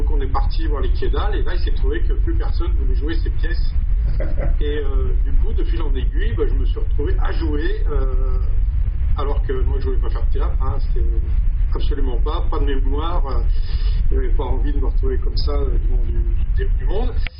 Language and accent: French; Auvergne-Rhône-Alpes, France; now in Saint-Maurice, France; je suis actuellement depuis 2004 dans les Vosges. À la base, je suis savoyard et je suis venu travailler il y a quelques années en Alsace. Et suite à un problème personnel, je suis venu habiter ici à Saint-Maurice.